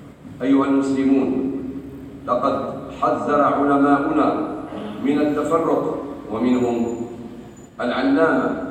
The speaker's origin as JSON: {"language": "Arabic", "country": "Algeria", "said": "وخاصة في بلادنا الجزائر"}